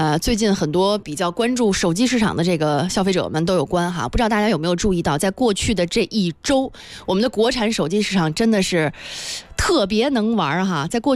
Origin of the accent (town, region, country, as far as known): China